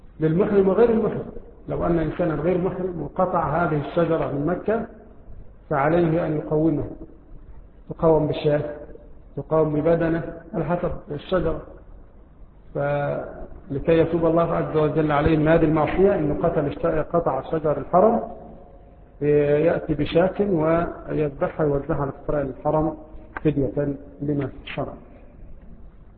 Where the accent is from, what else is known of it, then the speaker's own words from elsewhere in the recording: Egypt; مثل رائحة النعناع عندنا في مصر، وهو يشبه الرعراع عندنا في مصر